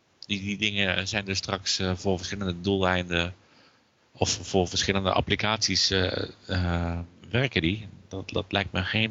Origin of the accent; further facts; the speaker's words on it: Netherlands; Dan ben ik een Nederlander.